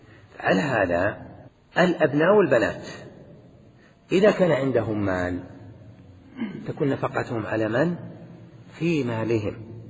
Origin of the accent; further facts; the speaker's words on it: Al-Qassim, Saudi Arabia; من العرف الذي عندنا أن نقول عندنا في القصيم